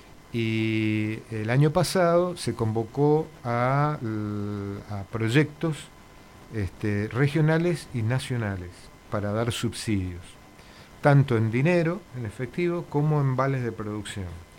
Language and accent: Spanish; Mendoza, Argentina; los que menos conocemos esa movida somos los mendocinos